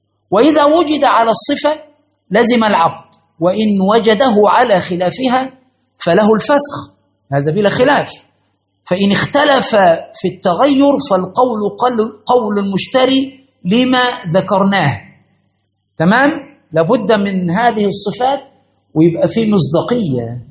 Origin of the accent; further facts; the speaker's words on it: Egypt; كنا الميزان عندنا في مصر وفي كل الأماكن